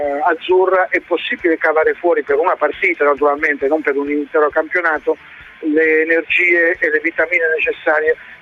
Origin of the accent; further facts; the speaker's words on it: Foggia, Apulia, Italy; Poi lo dice, dice a me che vengo da Foggia, penso un po'.